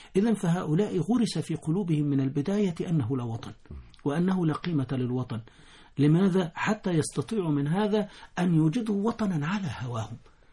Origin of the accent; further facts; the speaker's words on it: Egypt; فإذا شئت أن تقول أنا من بلد فأنا من مصر،